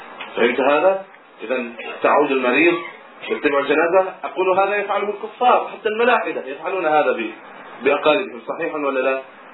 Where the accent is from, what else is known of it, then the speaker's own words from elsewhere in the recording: Egypt; في بعض البلدان، ترى عندنا في مصر مثلا